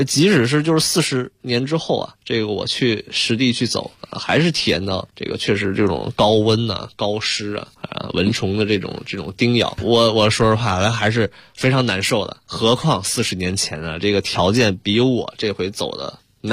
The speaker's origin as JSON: {"language": "Chinese", "country": "China"}